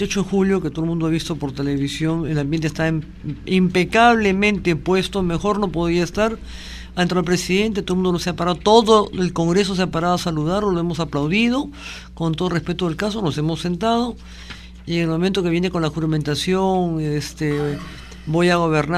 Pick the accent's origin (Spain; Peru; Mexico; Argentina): Peru; Los principales invitados de este evento, yo creo, somos los peruanos.